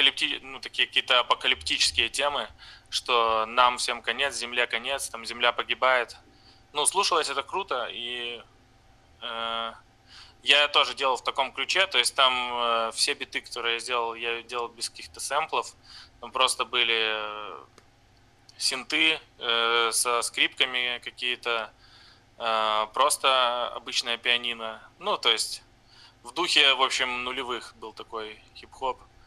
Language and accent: Russian; Brest, Brest Region, Belarus; now in Novorossiysk, Russia; я из Бреста, из Беларуси. Сейчас живу в Новороссийске, так как отсюда жена переехала. Ну, я не знаю, на совсем или нет.